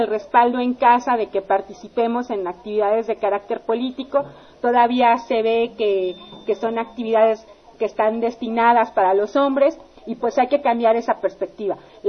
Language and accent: Spanish; Mexico; como militantes y como mexicanos conscientes